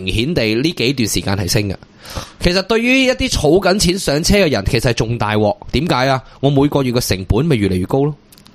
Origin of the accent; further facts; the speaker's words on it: Hong Kong; 我哋香港人咧，如果譬如话商业嘅融资咧，我哋靠砖头嘅。